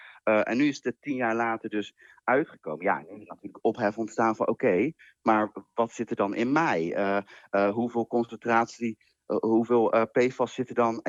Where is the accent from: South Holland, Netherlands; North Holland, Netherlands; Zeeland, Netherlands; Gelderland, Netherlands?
Zeeland, Netherlands; Ik ben in Zeeland opgegroeid natuurlijk.